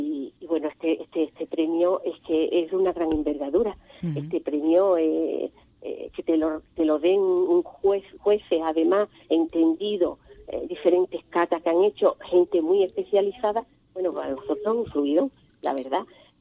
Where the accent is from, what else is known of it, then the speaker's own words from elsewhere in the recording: Ubrique, Andalusia, Spain; ni hablo de mi pueblo, ni de Ubrique, ni la excelencia que nos caracteriza al pueblo de Ubrique